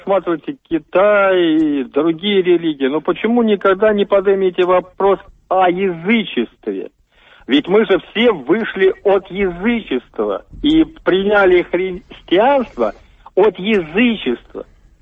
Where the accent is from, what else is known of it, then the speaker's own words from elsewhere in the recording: Moscow, Russia; Мне 65 лет … я москвич коренной.